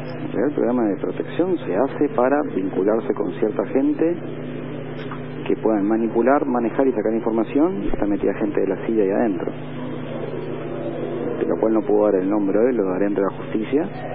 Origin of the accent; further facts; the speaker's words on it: Argentina; soy el único argentino detenido con un acuerdo firmado y homologado como arrepentido, y soy el único argentino detenido.